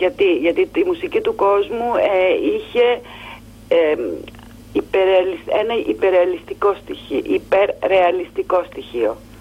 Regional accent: Missolonghi, Western Greece, Greece; Εγώ είμαι απέναντι από το Αυλάκι. Είμαι μεσολογγίτης.

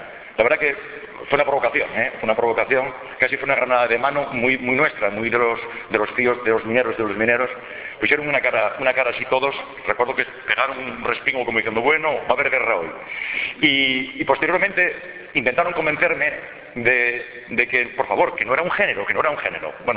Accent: El Entrego, Asturias, Spain; que es que yo soy del Entrego. Y yo creo que con eso está dicho todo.

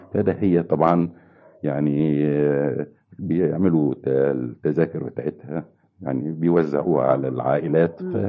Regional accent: Helwan, Cairo Governorate, Egypt; also born or lived in Tanta; وولدت في مدينة طنطا لكن ما بقتش فيها كتير. رجعنا يعني كان في ظروف صحية لوالدي، فخدنا كان يجب أن يستشفى في مدينة حلوان، فجينا مدينة حلوان.

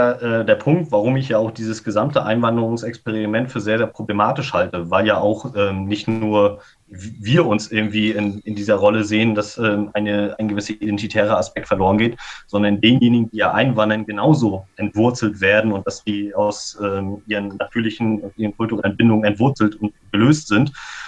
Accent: Rostock, Mecklenburg-Vorpommern, Germany; die zentralste Bindung habe ich natürlich an meine Region Rostock, ja, weil ich halt hier aufgewachsen bin. Aber genauso bin ich ja auch Deutscher, weil ich die deutsche Sprache spreche

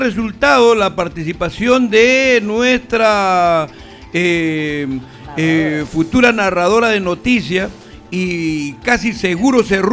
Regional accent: Chincha, Ica, Peru; allá en mi tierra, en Chincha

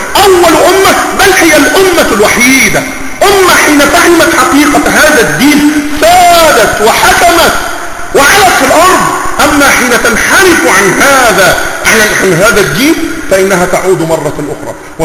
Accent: Egypt; ولا أقول لك لأنك مصري وإني مصري الحق

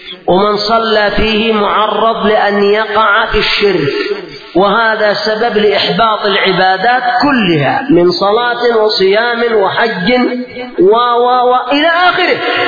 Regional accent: Yemen; بخلاف يعني عندنا في اليمن الحمد لله الخير منتشر

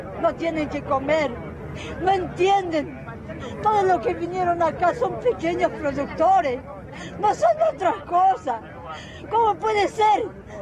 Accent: La Plata, Buenos Aires Province, Argentina; Nosotros somos de La Plata.

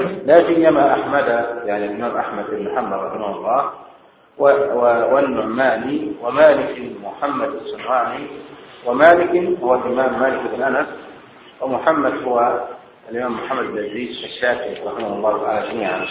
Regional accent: Egypt; فنحن الآن في بلدنا مصر بالذات

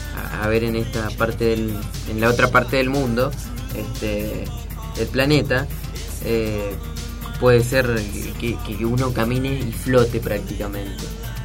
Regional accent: Reconquista, Santa Fe, Argentina; yo soy de Reconquista, Santa Fe, tierras de Batistuta, Comiso, el ex marido de Alfano.

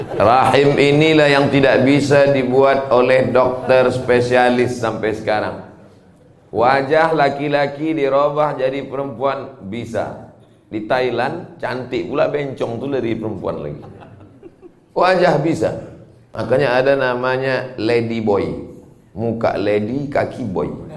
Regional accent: Riau, Indonesia; ke Lampung Utara, gharib, perantau. Kampung saya Riau.

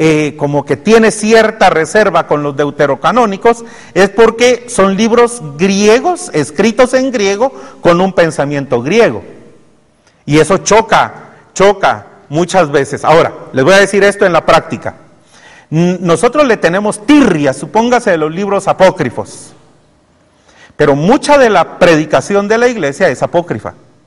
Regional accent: Guatemala; nosotros como guatemaltecos y una parte de mexicanos y hondureños fuimos creados del maíz

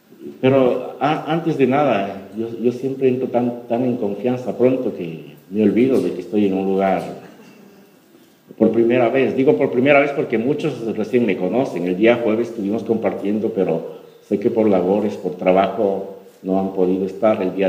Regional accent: Ecuador; now in Madrid, Spain; Venimos de Ecuador, realmente nuestro plan era estar solamente en Italia, porque allá nos invitaron mis suegros.

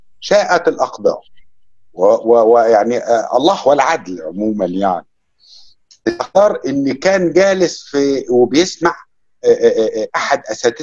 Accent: Egypt; انا بالنسبه لي كمصري من وانا صغير بسمع اذاعه صوت العرب

